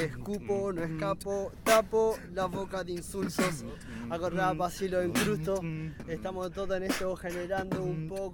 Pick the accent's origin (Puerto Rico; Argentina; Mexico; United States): Argentina; Guernica, Buenos Aires Province; Yo soy de Guernica, soy hip hopero, es mi cultura.